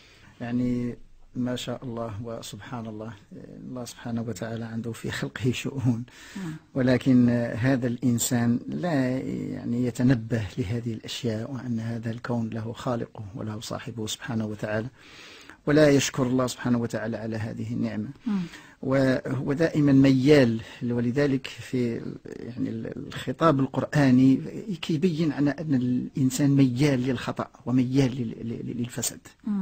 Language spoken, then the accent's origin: Arabic; Tetouan, Tanger-Tetouan-Al Hoceima, Morocco; وحتى في الجبل جبال الفوق في الشمال عندنا في تطوان